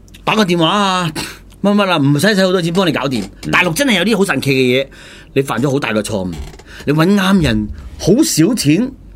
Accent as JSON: {"language": "Cantonese", "region": "Hunan", "country": "China", "said": "那個關長係湖南人嚟嘅、我哋湖南人嚟嘅"}